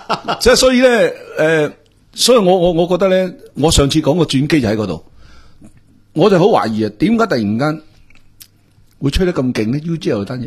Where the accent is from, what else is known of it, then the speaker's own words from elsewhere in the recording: Hong Kong; 我哋香港人